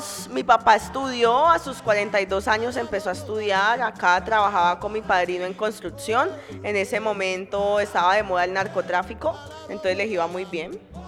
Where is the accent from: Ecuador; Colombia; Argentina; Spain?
Colombia; Chocó; gringo me devolvió al Chocó. Me casé con un gringo y vivimos, y fue mi primera experiencia de vivir en mi pueblo ya mucho tiempo